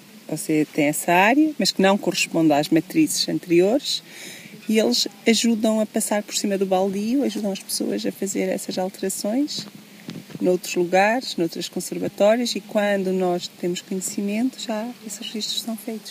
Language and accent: Portuguese; Covas, Portugal; Nasci em Covas, sou filha de agricultores e sempre tivemos criação de gado, de vários tipos de gado.